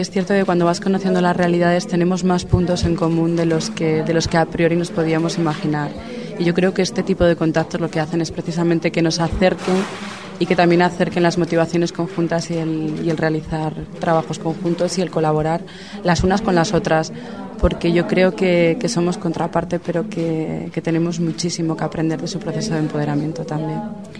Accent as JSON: {"language": "Spanish", "town": "Arriondas", "region": "Asturias", "country": "Spain", "said": "Soy de un pueblo de 3.000 habitantes, pues para Arriondas."}